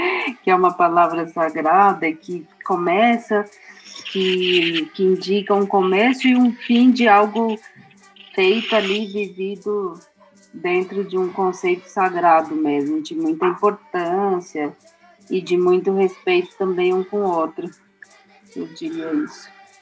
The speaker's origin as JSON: {"language": "Portuguese", "region": "São Paulo", "country": "Brazil", "tie": "born there", "said": "Faço parte da equipe de liderança que se iniciou na Tenodé-Porã, onde eu nasci"}